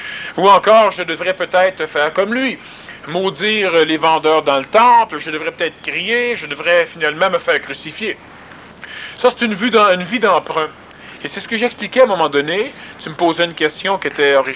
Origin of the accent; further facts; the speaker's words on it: Quebec, Canada; born there; Je ne dis pas ça parce que je suis né au Québec, mais je suis né au Québec parce que ça va se passer ici.